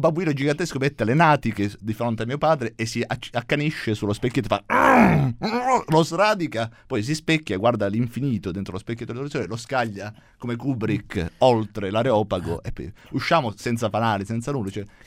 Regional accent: Apulia, Italy; perché io sono pugliese.

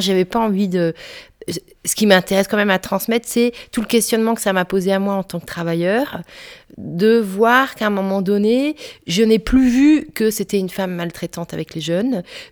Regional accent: Brest, Brittany, France; now in Belgium; Je suis bretonne, de Brest. Donc je suis une vraie bretonne du fin fond de la Bretagne, du Finistère.

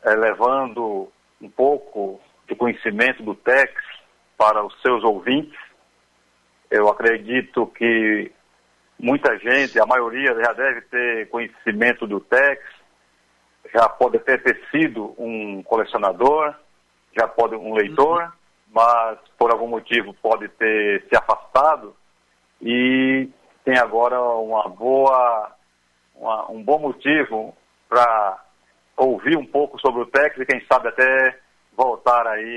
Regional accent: Paraíba, Brazil; also born or lived in Rio de Janeiro; Eu sou carioca de nascença, mas o meu pai é da Paraíba, a minha mãe é cearense. Então, meu pai, quando eu tinha apenas 2 anos de idade, ele veio para a Paraíba e aqui conseguiu um emprego e ficou até hoje.

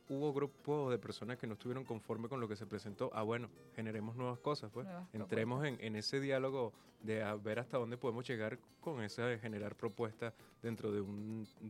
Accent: Venezuela; la sensibilidad que como venezolanos podamos tener

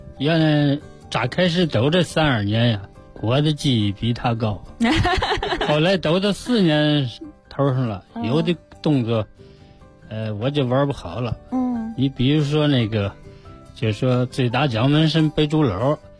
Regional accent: Beijing, China; 我们是北京的

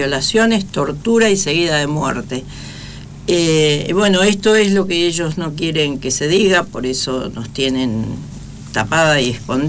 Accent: Misiones, Argentina; Yo vengo de la selva de Misiones, no tengo idea, tengo la primaria apenas.

